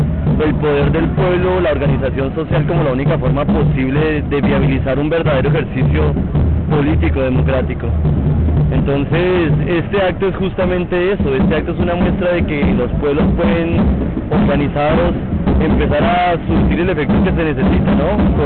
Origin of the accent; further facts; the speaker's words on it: Colombia; now in Argentina; soy colombiano. Estoy estudiando en Argentina hace ya 2 años.